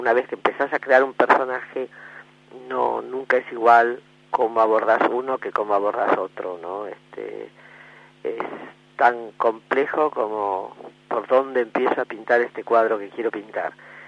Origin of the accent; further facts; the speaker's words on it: Argentina; nuestra historia y nuestra vida como argentinos